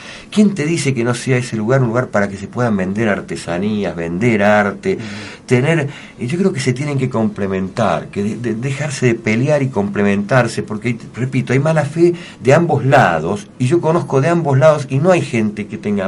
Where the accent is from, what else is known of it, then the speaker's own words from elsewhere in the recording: Martínez, Buenos Aires Province, Argentina; Lo viví en el barrio que vivía cuando era chico, en Martínez, se volvió una monstruosidad